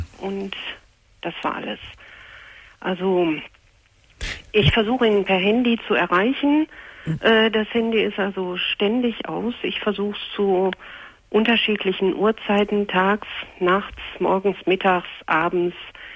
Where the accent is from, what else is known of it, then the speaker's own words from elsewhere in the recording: North Rhine-Westphalia, Germany; Ich komme also hier aus dem Ruhrgebiet.